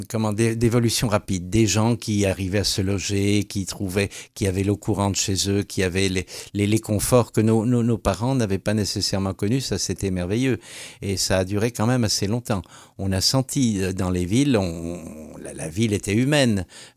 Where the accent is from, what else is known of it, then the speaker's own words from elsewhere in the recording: Metz, Grand Est, France; Moi, je venais de Metz, mais on passait par Nancy en train pour remonter vers Hanovre.